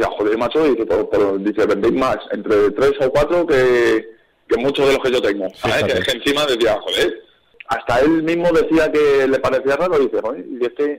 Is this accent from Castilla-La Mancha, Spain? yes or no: yes; Albacete, Castilla-La Mancha, Spain; moved away; Porque nosotros venimos de Albacete.